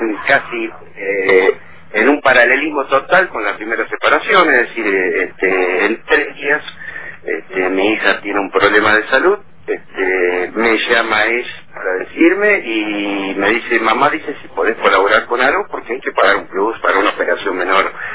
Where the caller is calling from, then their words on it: Rosario, Santa Fe, Argentina; de Rosario.